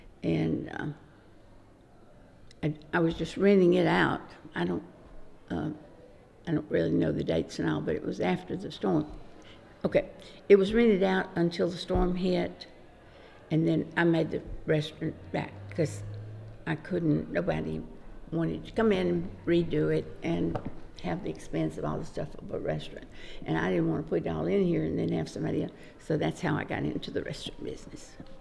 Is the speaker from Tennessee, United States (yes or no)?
yes; Dixon, Tennessee, United States; I'm from Dixon, Tennessee, which is about 30, 40 miles west of Nashville. And I was born and raised there and had lived there until I got married to my high school sweetheart.